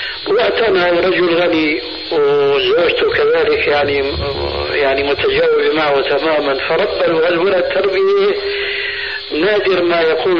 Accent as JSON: {"language": "Arabic", "country": "Syria", "said": "هي كما يقولون عندنا في سوريا"}